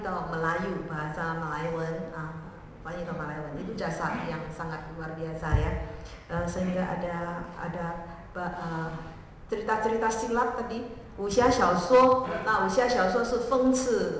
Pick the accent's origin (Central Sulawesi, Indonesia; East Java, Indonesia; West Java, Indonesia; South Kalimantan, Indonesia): East Java, Indonesia; Surabaya; Dan kita orang Surabaya, orang Indonesia sendiri harus menggali itu ya Bu ya, supaya tidak ada sejarah yang bisa terlewatkan.